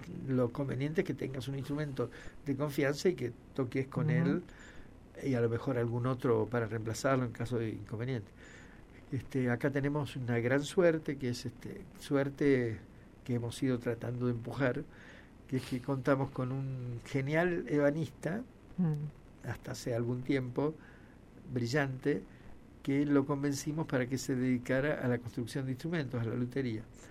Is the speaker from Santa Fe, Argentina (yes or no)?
no; Buenos Aires, Argentina; moved away as an adult; now in Mendoza, Argentina; Yo soy porteño, aunque siempre digo que estoy en rehabilitación desde los 20 años que me fui a vivir a Mendoza, pero es una enfermedad incurable. Y a los 12 años... vivía en Buenos Aires